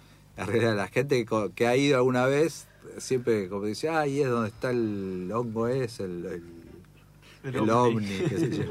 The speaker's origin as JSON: {"language": "Spanish", "town": "Monte Grande", "region": "Buenos Aires Province", "country": "Argentina", "said": "que yo soy de Monte Grande, y Monte Grande tiene un ícono que es como un ovni en la plaza"}